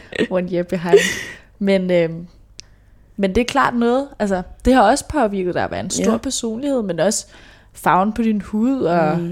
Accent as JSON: {"language": "Danish", "town": "Hjørring", "region": "North Denmark Region", "country": "Denmark", "said": "Det er altså ikke, jeg er fra Brøndby. Men Hjørring, lille jysk by."}